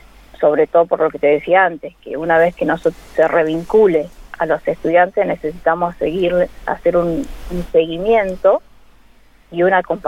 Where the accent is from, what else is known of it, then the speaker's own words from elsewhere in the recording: Santa Rosa, Argentina; todos los colaboradores somos de Santa Rosa, entonces acá nos es más fácil.